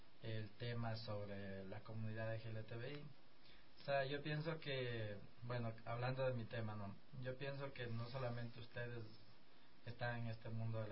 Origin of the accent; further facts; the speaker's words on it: Guaranda, Bolívar, Ecuador; Yo vengo de la provincia de Bolívar, de la ciudad de Guaranda